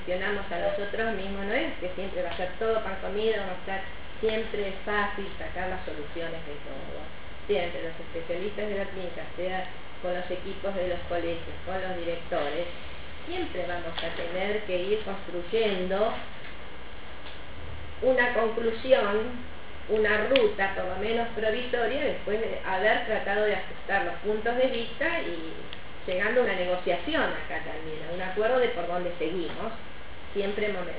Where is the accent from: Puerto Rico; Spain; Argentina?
Argentina; que somos los argentinos, creo, nos hemos transformado en ingeniosos